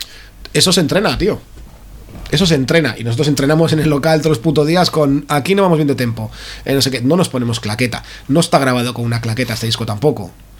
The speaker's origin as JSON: {"language": "Spanish", "town": "Basauri", "region": "Basque Country", "country": "Spain", "said": "Somos de Basauri, nos pilla todo muy bien"}